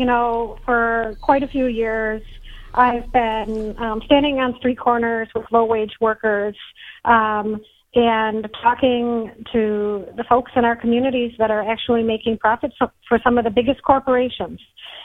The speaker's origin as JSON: {"language": "English", "region": "Wisconsin", "country": "United States", "tie": "born or raised there", "said": "And I grew up here in Wisconsin, and I know that we have a culture of caring for one another"}